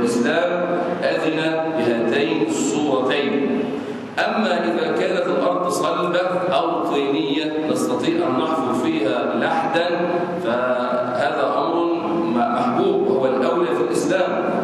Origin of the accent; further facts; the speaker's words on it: Egypt; أما نحن في بلادنا مصر فعندنا حجر وليس عندنا مقابر